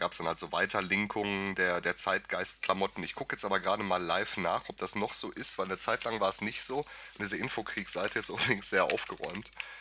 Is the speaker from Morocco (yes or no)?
no; Ukraine; German is a second language; now in Germany; Ich habe dies in meinem Heimatland, der Ukraine, mehrmals erlebt.